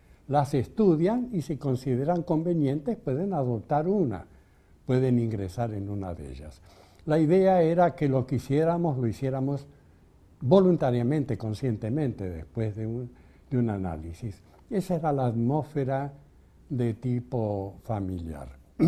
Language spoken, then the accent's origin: Spanish; Argentina; mis dos hermanas mayores nacidas en Barcelona, fueron bautizadas, pero los que nacimos acá en la República Argentina ya no fuimos bautizados, fuimos creados en una atmósfera de libre pensamiento.